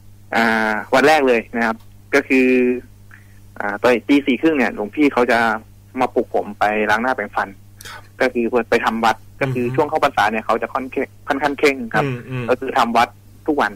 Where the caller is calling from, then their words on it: Bangkok, Thailand; อยู่แถวดินแดงครับผม